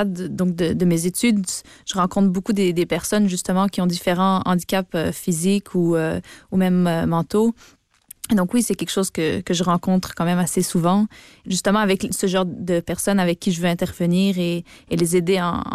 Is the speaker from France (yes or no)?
no; Belgium; now in Canada; Je me sens quand même de plus en plus québécoise. Quand je suis au Québec avec mes amis, on n'entend pas que je suis belge. Je change complètement d'accent.